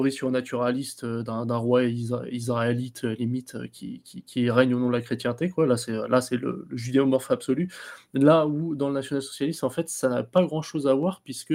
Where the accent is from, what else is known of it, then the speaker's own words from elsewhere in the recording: France; Mais nous, en tant qu'Occidentaux, en tant que Français, Européens